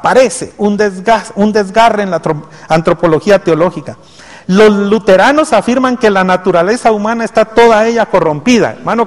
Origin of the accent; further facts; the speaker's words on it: Guatemala; Y cuando no se frustraron con nosotros en algún momento, lo que hicieron fue abandonarnos y decir, es que los guatemaltecos, ¿no? Y desconfiar de nosot